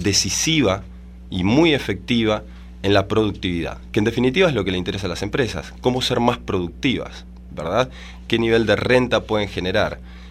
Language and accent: Spanish; Argentina; moved away as an adult; now in Santiago, Chile; Sí, yo soy oriundo de Argentina. Ya. Hace 5 años que estoy viviendo en Santiago de Chile